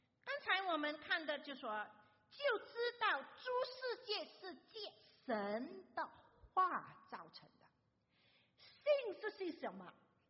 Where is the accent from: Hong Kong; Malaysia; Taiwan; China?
Malaysia; 可能你们听我说普通话的时候也知道我不是中国人，不是中国来的中国人我是马来西亚来的中国人